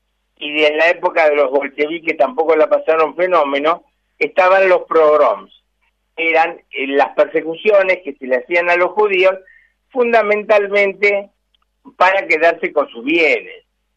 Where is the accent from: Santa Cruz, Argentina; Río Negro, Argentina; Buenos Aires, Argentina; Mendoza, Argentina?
Buenos Aires, Argentina; Y yo de esto entiendo mucho porque me crié en Villa Crespo, ¿no?